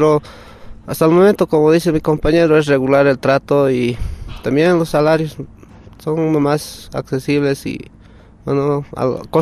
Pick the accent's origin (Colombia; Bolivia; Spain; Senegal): Bolivia; Oruro; yo trabajo para la empresa Micesa y soy de aquí, de Oruro.